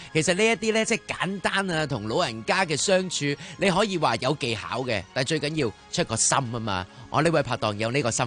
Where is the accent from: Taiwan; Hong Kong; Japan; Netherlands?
Hong Kong; 如果唔系，到时咧就会好似而家我哋香港人面对紧嘅土地问题各样嘢咁。